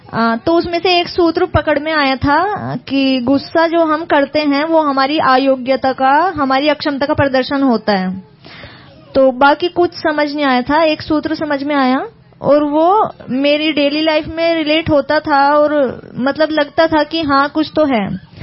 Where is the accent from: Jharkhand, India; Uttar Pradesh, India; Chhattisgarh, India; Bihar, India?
Uttar Pradesh, India; मैं यूपी से हूँ।